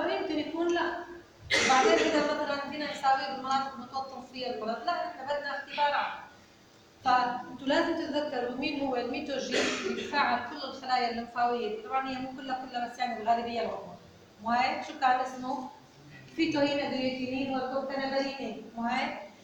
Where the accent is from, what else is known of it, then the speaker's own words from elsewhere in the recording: Syria; الفلو سايتومتر اليوم هي الطريقه المثلى وموجوده عندنا في سوريا